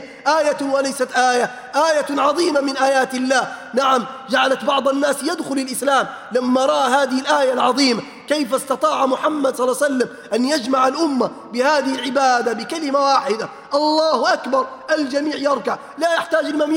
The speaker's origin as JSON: {"language": "Arabic", "country": "Libya", "said": "بلادنا ليبيا الحبيب بأمس الحاجة أن نرمي هذه الضغائن"}